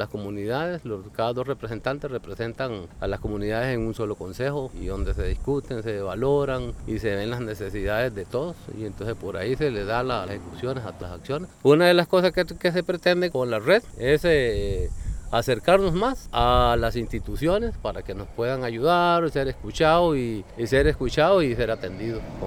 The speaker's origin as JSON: {"language": "Spanish", "town": "Puerto Níspero", "region": "Puntarenas", "country": "Costa Rica", "said": "vengo de Puerto Níspero, represento a la Asociación de Pescadores de Puerto Níspero, soy el presidente."}